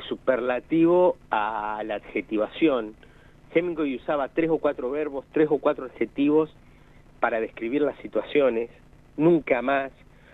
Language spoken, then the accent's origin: Spanish; Argentina; hay un aspecto bastante oscuro para nuestra historia como argentinos